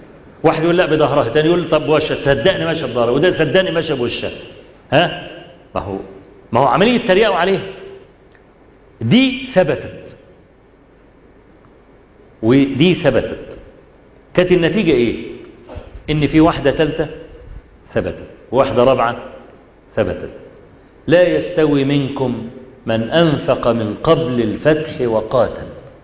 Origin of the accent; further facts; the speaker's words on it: Egypt; أيام زمان في بداية الصحوة عندنا في مصر